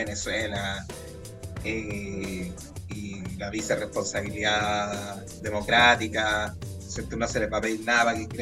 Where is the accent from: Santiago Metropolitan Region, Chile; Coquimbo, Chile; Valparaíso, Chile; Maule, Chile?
Santiago Metropolitan Region, Chile; Peñaflor; Yo soy nacido y criado en Peñaflor, entonces, 44 años